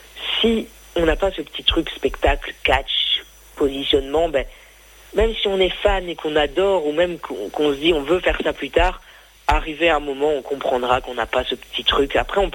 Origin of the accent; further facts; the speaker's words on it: Belgium; je connais pas trop parce que ben, je suis belge.